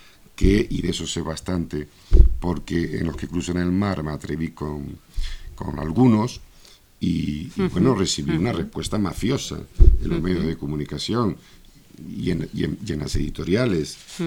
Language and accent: Spanish; Canary Islands, Spain; soy un canario enamorado de España